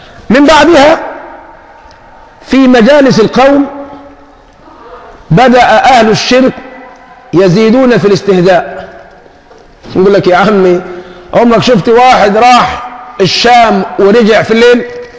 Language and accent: Arabic; Egypt; وعندنا في مصر المثل الشعبي يقول فيه العيار اللي ما بيصيب بيدوش